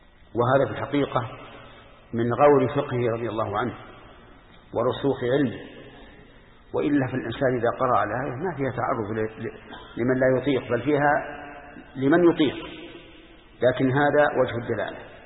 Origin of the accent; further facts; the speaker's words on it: Al-Qassim, Saudi Arabia; خمس الصاع الحالي عندنا في القصيم